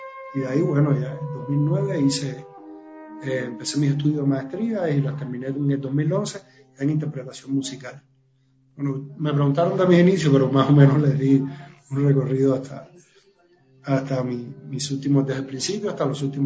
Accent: Matanzas, Cuba; Yo soy cubano y bueno, 10 años vivo aquí en Cuba, pero bueno, comencé mis estudios a los 10 años en la Escuela de Artes de la provincia donde yo

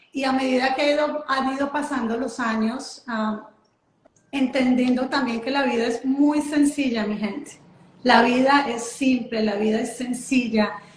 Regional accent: Colombia; yo soy colombiana

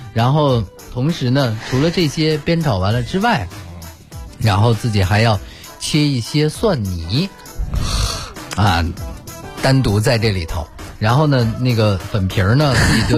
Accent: Northeast China, China; 就是因为东北人，我奶奶爷爷我们是东北人，所以特别喜欢吃肉丝拉皮。

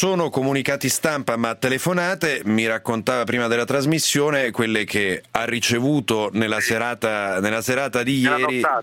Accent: Umbria, Italy; Mi dà particolare soddisfazione, visto che sono umbro.

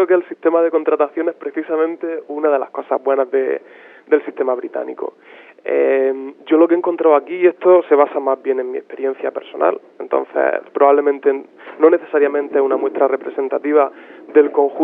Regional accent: Spain; A mí, sinceramente, no me gustaría ver en España, en mi país, tantas desigualdades entre universidades

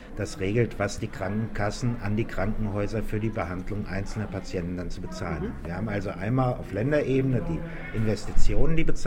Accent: Hesse, Germany; Ich komme aus Hessen

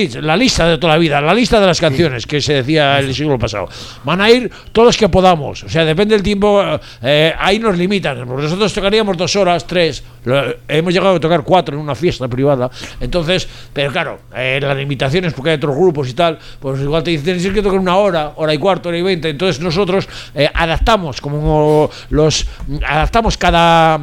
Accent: Bilbao, Basque Country, Spain; como yo ya soy de Recalde y soy bilbaíno, porque la vaca no es donde nace, es donde pace. Y yo llevo ya 13 años en Bilbao

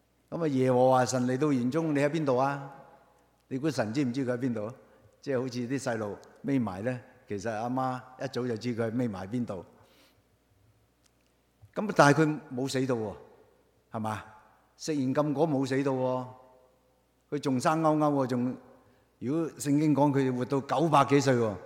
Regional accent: Hong Kong; 我係嚟自香港嘅

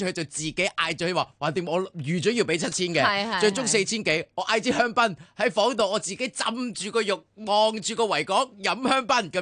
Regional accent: Hong Kong; 我話作為一個香港人，如果我今日影響到你嘅話咧，我都想同你講聲唔好意思。

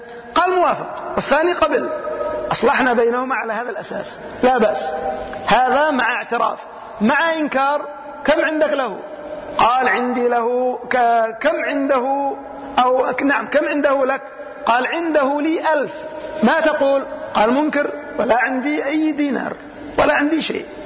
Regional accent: Yemen; لكنها مشهورة عندنا في اليمن. يقولون وعندنا في اليمن وفي يعني بلدنا

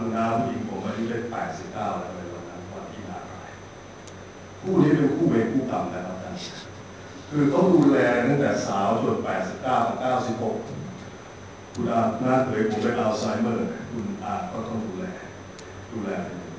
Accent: Chiang Mai, Thailand; moved away as an adult; now in Bangkok, Thailand; ผมก็เป็นคนเชียงใหม่แต่ผมก็อยู่เชียงใหม่เ ข้ามาอยู่กรุงเทพเข้ามาเรียนศิลปากร

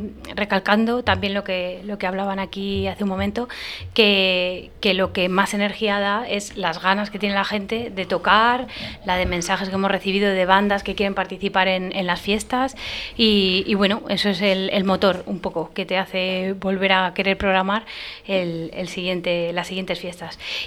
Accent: Toledo, Castilla-La Mancha, Spain; de poder hacer un concierto en nuestra ciudad, en Toledo.

